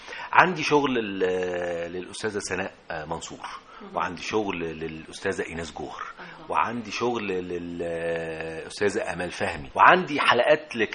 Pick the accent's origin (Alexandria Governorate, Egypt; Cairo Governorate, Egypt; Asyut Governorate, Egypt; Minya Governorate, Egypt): Alexandria Governorate, Egypt; Alexandria; أنا من اسكندرية، وأنا جامعتي كنت في منتصف الثمانينات،